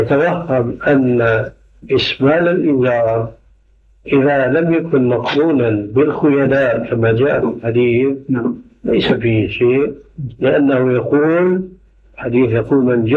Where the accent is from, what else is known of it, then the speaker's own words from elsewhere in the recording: Syria; أيأتي المثل العام عندنا في سوريا